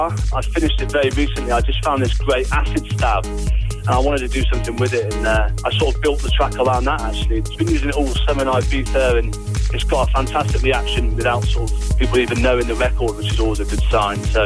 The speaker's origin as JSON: {"language": "English", "town": "Worcester", "region": "West Midlands", "country": "United Kingdom", "lives_now": "London, United Kingdom", "said": "I'm originally from Worcester, but I now live in London. But as you can tell from my name, I've got quite strong Welsh connections as well. So my dad's Welsh and half my family are Welsh."}